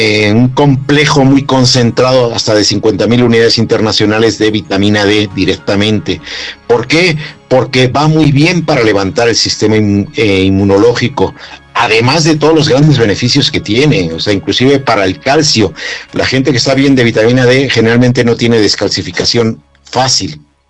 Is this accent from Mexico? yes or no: yes; Mexico; como mexicanos tenemos muchas deficiencias importantes